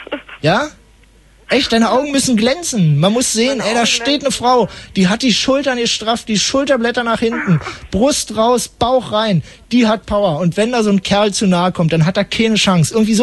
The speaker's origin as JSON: {"language": "German", "region": "West Germany", "country": "Germany", "said": "kann ich nicht, ich bin aus dem Westen."}